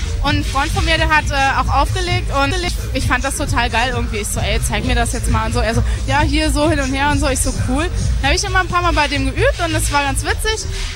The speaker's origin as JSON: {"language": "German", "region": "Saarland", "country": "Germany", "lives_now": "Berlin, Germany", "said": "ich bin ja eigentlich aus dem Saarland irgendwie, und habe in der Fu-Firma aufgelegt, und deswegen durfte ich ja auch mal spielen. Und jetzt bin ich ja seit Februar wohne ich ja in Berlin"}